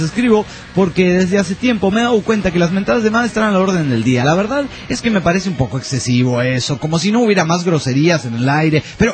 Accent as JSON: {"language": "Spanish", "country": "Guatemala", "said": "Saludos, amigos … de Guatemala."}